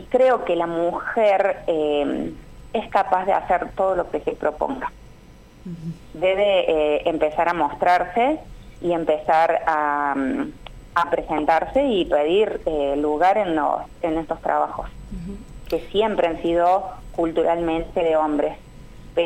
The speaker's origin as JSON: {"language": "Spanish", "region": "Córdoba", "country": "Argentina", "said": "La verdad que yo soy de Córdoba"}